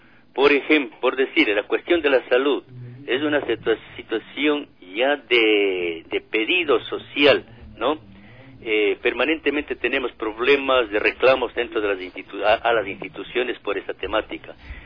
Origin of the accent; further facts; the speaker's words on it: Macas, Morona Santiago, Ecuador; Tengo experiencia en mi tierra, yo soy de aquí de Macas